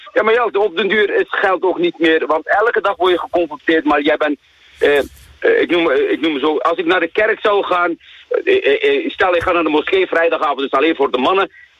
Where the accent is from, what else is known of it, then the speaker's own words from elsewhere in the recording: Turkey; Dutch is a second language; now in Netherlands; Ik zeg, ik ben een Turk en jouw man is Pools.